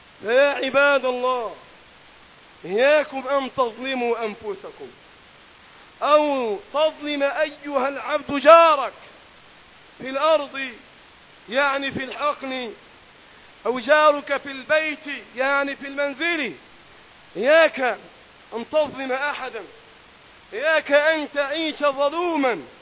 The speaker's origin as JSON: {"language": "Arabic", "country": "Egypt", "said": "اللهم احفظ بلدنا مصر وسائر بلاد"}